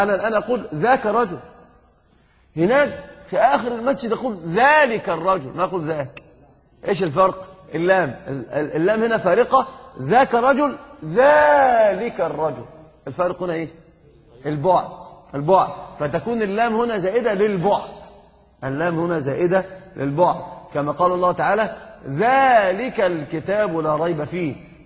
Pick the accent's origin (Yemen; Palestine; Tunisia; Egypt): Egypt; أنا قلت لك حتى عندنا في مصر يقول ده دي هات ديت،